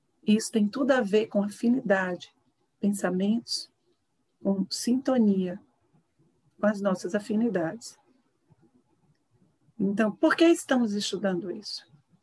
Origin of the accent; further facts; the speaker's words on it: Recife, Pernambuco, Brazil; Mas este amor pelo regional, pela cidade onde nasci, pela cultura de onde advim.